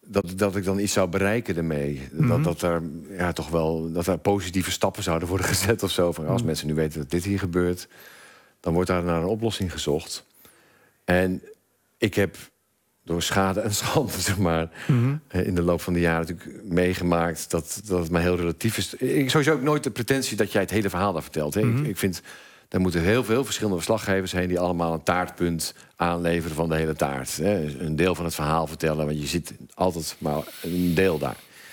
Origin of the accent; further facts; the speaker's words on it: Michigan, United States; Dutch is a second language; Want ja, ik kom dan uit Michigan, maar dat snappen ze natuurlijk niet.